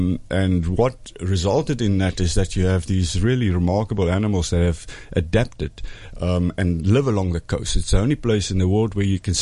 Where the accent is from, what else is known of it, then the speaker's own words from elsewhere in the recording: Namibia; We come from Namibia, and we work in wildlife conservation.